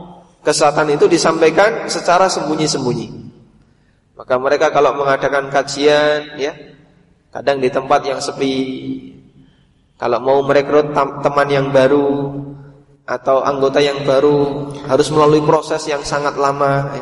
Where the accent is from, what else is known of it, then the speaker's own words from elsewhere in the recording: Paciran, East Java, Indonesia; Saya datang dari Lamongan, Lamongannya jauh dari kota, pelosok, desanya namanya Paciran.